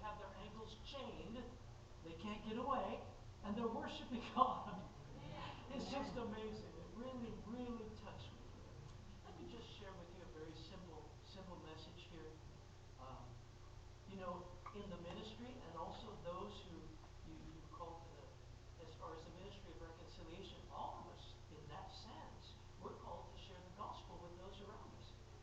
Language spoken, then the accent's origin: English; United States; You Americans know exactly what that means. I'm American too, by the way. I speak Indian, okay.